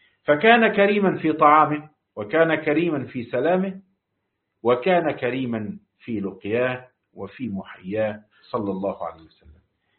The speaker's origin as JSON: {"language": "Arabic", "country": "Egypt", "said": "وعندنا في مصر مثل يقول لاقيني ولا تغديني"}